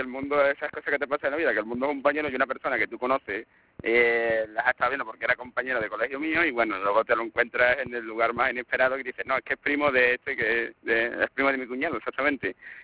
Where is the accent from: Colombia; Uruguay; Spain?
Spain; Huelva, Andalusia; now in Seville, Spain; soy de Huelva y he nacido a 30 kilómetros, digamos, de la frontera, nada más.